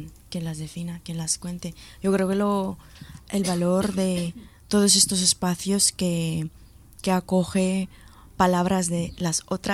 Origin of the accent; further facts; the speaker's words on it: Luzon, Philippines; para mí, que soy filipina, vengo de Luzón, sur para mí es un territorio de valientes